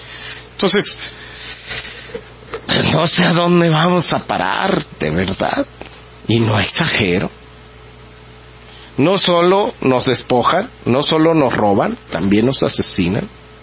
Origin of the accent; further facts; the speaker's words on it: Mexico; ¿qué vamos a hacer nosotros como mexicanos si dejamos perder este país?